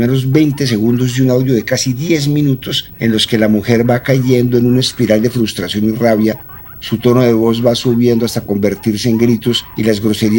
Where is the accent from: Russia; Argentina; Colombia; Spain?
Colombia; Si hay un sentimiento que nos une como colombianos, son las quejas contra las instituciones públicas y privadas